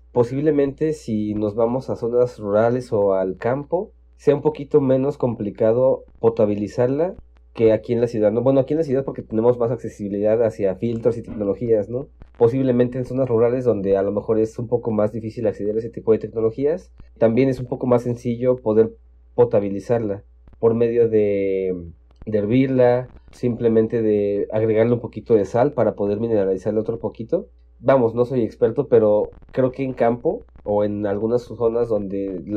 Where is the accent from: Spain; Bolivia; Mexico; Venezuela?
Mexico; no tenemos como mexicanos la cultura del mantenimiento preventivo